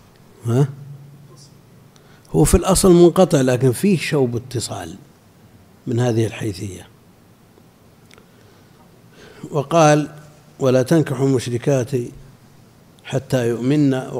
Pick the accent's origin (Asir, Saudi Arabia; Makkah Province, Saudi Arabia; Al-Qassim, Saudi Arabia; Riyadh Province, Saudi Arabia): Al-Qassim, Saudi Arabia; لا، عندنا في القصيم كثير